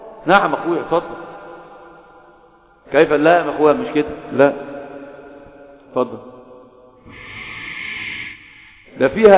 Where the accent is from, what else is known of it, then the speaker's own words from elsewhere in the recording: Alexandria, Alexandria Governorate, Egypt; احنا انا اسكندراني لما اتكلم عارف، لما اتكلم بقول بنتفش، احنا رايحين احنا جايين، وانا الواحد هو دي لغتنا،